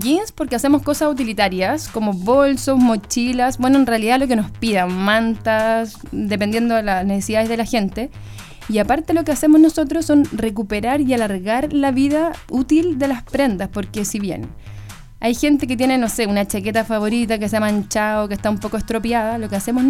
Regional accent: San Felipe, Valparaíso, Chile; En San Felipe, sí, somos de San Felipe. Somos locales.

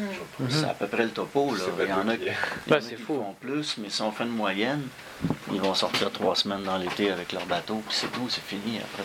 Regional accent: Quebec, Canada; also born or lived in Montréal; j'ai passé un bout de temps de mon enfance en Gaspésie. Donc, c'est là que ça a commencé, c'est sûr. Mon rapport au fleuve a commencé là. J'ai été longtemps à Montréal, mais tout le temps, j'ai vécu 15 ans à Montréal

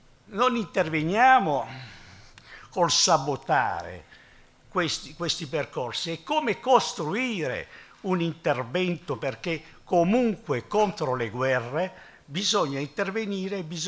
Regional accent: Taranto, Apulia, Italy; born there; io conosco Taranto, sono nato a Taranto, no?

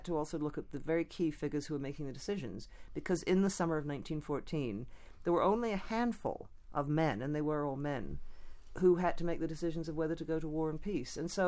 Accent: Canada; born there; and I was born in Canada.

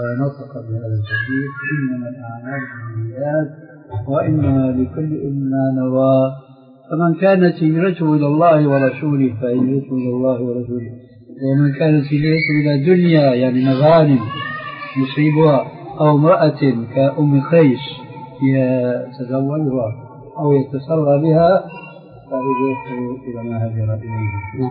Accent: Syria; ما بعرف هذا معروف عندكم عندنا في سوريا

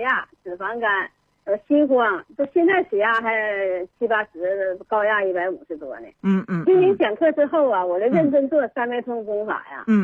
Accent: Shenyang, Liaoning, China; 今年75岁。

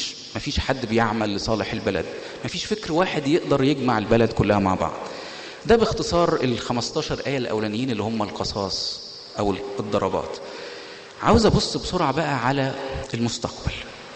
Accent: Egypt; انا بشوف الكلام ده مش من واقعي كمصري، كلام صعب عليا جدا. انا كمصري اتمنى ان الدنيا تبقى مش كده

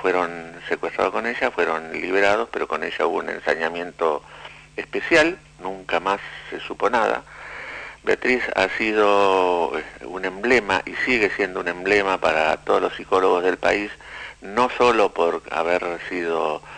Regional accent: Buenos Aires, Argentina; soy psicólogo de Buenos Aires, de la capital federal

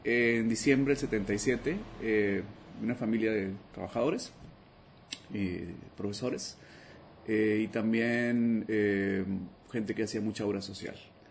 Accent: Monterrey, Nuevo León, Mexico; Tengo varias patrias, pero soy de Monterrey.

